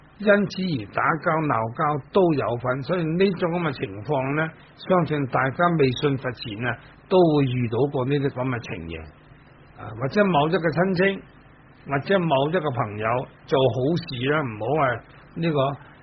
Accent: Dongguan, Guangdong, China; 我本身是东莞人，东莞人喝酒呢都不会输蚀的，况且我的家族呢都是做酒的

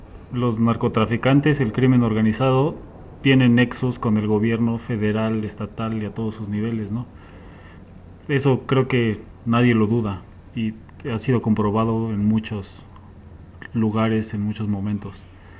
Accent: Michoacán, Mexico; ya en Michoacán está todo muy tranquilo, pero no es cierto, allá en mi pueblo todavía sigue el desmadre

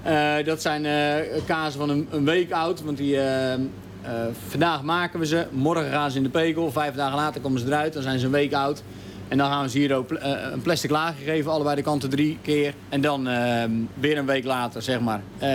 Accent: Zoeterwoude, South Holland, Netherlands; uit Zoeterwoude. Ik ben kaasboer op ons familiebedrijf.

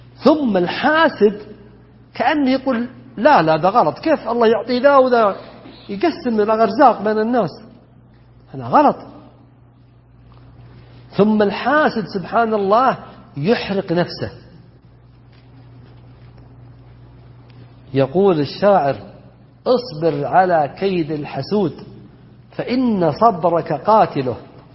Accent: Najd, Saudi Arabia; بينما عندنا في نجد انحتة

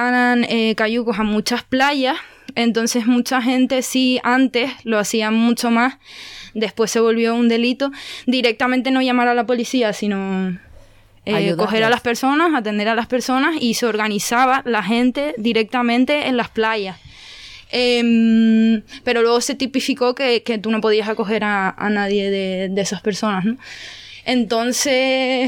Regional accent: Canary Islands, Spain; yo soy canaria y sé más o menos cómo está funcionando ahora mismo las cosas allí

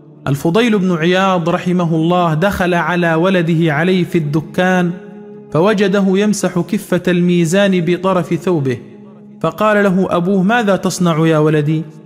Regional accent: Upper Egypt, Egypt; عندنا في الصعيد يقولون إذا كبر ولدك خويه مش ربيه

